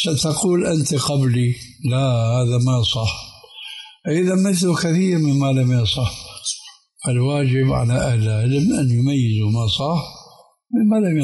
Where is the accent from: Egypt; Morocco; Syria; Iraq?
Syria; عندنا في سوريا